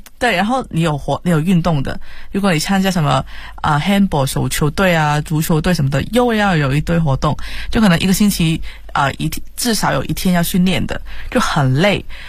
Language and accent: Chinese; Hong Kong; Chinese is a second language; 我们就比如说香港人讲普通话一样，他就会怕可能歪歪的，然后怕被人笑我们的口音什么的